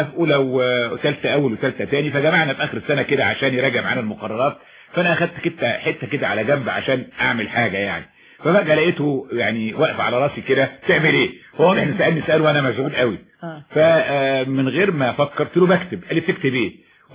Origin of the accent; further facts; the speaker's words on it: Cairo, Cairo Governorate, Egypt; born there; انا اتولدت في القاهرة. نعم. ولو ان يعني والدي والدتي من المنيا.